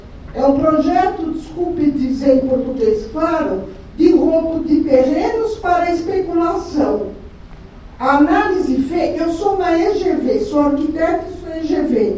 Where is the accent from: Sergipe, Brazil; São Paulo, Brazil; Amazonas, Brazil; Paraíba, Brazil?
São Paulo, Brazil; eu sou do Pacaembu, o senhor sabe disso, né?